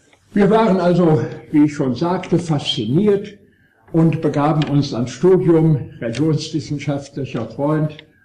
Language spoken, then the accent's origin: German; Bonn, North Rhine-Westphalia, Germany; Und nun stand ich als Erstsemestriger, aufgewachsen in Bonn als Sohn niedersächsischer Eltern